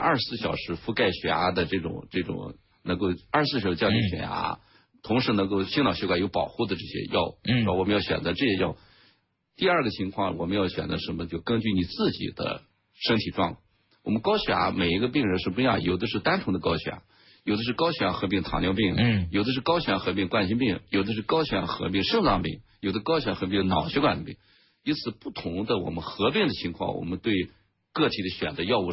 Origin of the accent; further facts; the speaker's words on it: China; 那么我们中国人、亚洲人来讲，我们有我们独特的我们这种机体的药物代谢的规律。